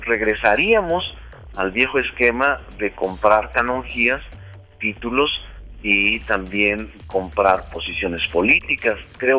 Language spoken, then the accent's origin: Spanish; Mexico; nosotros como mexicanos, ya no solo como miembros del movimiento progresista, sino como mexicanos